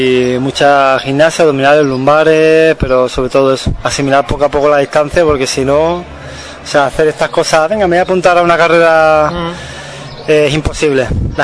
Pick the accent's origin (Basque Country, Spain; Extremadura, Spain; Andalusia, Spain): Andalusia, Spain; Seville; soy de Sevilla, pero vengo a entrenar aquí, ¿eh?